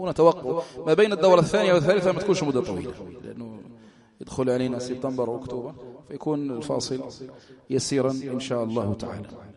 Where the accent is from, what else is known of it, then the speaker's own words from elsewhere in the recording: Algeria; تعرفوا الحال في بلدنا يعني تمر بلدنا الجزائر يعني بأحداث عظام